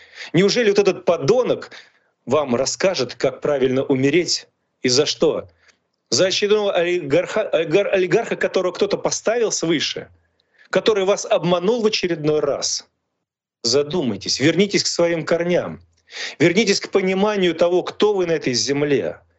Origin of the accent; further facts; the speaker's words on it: Russia; born there; если я сам родился в России